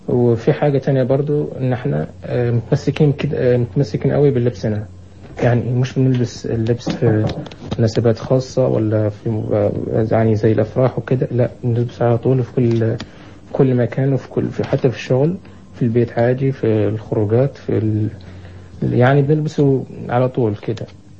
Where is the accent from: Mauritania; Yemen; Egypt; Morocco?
Mauritania; بالنسبة للأزياء التقليدية اللي عندنا في موريتانيا فهي نوعين